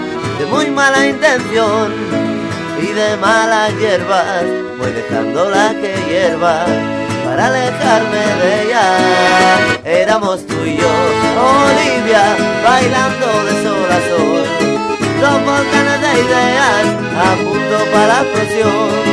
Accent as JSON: {"language": "Spanish", "region": "Catalonia", "country": "Spain", "said": "nosotros venimos de Cataluña, que es la cuna de la rumba catalana."}